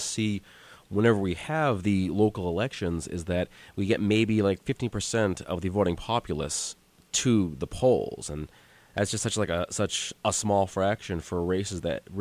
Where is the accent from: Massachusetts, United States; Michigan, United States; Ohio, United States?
Massachusetts, United States; Hanover; And Hanover is actually my hometown.